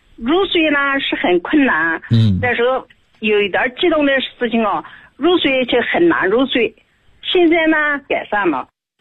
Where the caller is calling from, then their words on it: Nanjing, Jiangsu, China; 我是南京的。